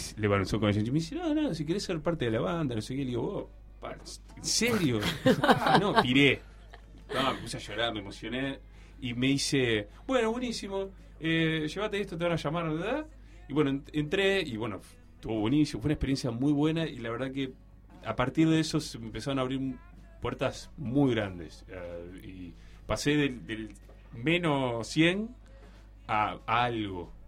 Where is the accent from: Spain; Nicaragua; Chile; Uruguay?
Uruguay; soy de Uruguay, estoy tocando acá.